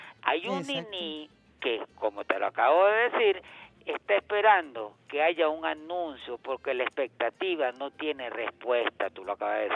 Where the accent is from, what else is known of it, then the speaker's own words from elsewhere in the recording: Venezuela; como persona de este país, como venezolano que soy